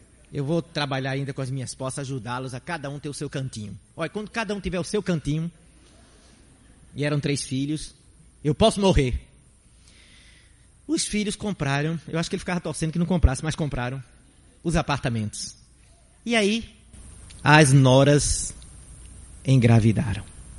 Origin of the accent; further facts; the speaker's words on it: Cabo de Santo Agostinho, Pernambuco, Brazil; Eu sou da cidade do Cabo de Santo Agostinho, que fica hoje a simplesmente 20 minutos com o trânsito tranquilo num dia de domingo.